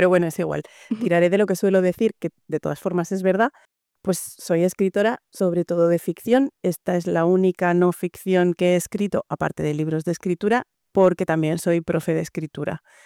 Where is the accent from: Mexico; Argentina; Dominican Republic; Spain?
Spain; yo, que soy una mujer española nacida en 1974, me he criado